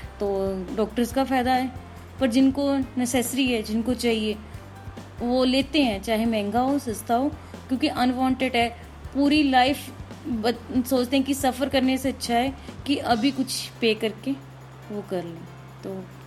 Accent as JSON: {"language": "Hindi", "town": "Nangal", "region": "Punjab", "country": "India", "said": "पंजाब से।"}